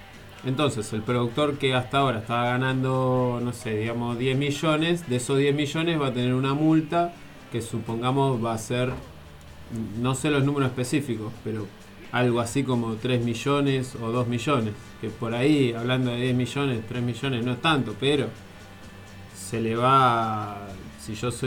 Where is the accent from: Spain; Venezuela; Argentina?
Argentina; Buenos Aires; yo vengo de la ciudad de Buenos Aires